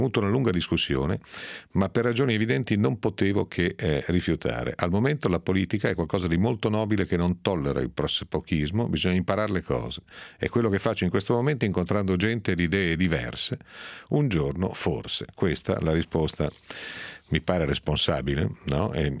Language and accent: Italian; Piedmont, Italy; esagerumalen, si dice dalle mie parti in Piemonte.